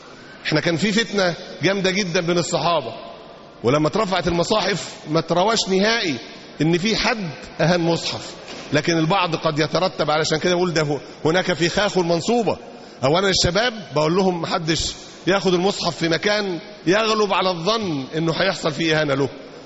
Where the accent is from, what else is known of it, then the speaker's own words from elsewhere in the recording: Egypt; ونشروا هذا الكلام في كثير من المجتمعات مش عندنا في مصر بس